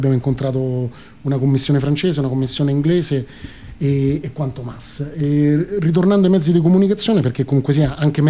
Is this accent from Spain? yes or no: yes; Spain; E io, figurati, insomma, vengo dalla Spagna, dove hanno vissuto tantissimo di questa forma di sviluppo incontrollata, no?